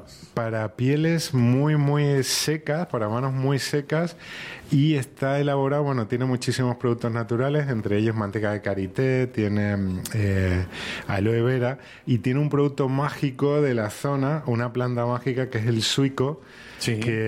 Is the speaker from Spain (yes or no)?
yes; Spain; now in Argentina; llevo poquito tiempo, 5 años en la zona, soy de España. Y mientras hacía mi casita, alquilaba en Merlo.